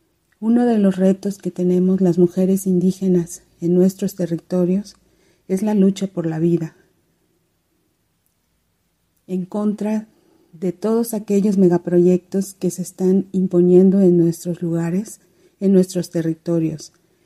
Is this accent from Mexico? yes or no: yes; Hopelchén, Campeche, Mexico; Soy indígena maya de Jopelchen, Campeche, en la península de Yucatán.